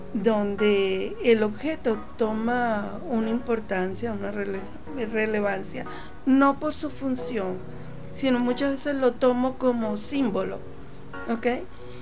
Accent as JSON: {"language": "Spanish", "country": "Venezuela", "said": "Como artista venezolano, siempre hay un símbolo, ok, que me identifica como artista venezolana y por el amor a mi país."}